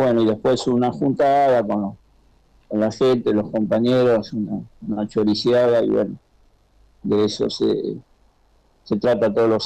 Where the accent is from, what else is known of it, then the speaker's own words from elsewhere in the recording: San Fernando, Buenos Aires Province, Argentina; Yo, como soy de San Fernando, mucho llegaba a él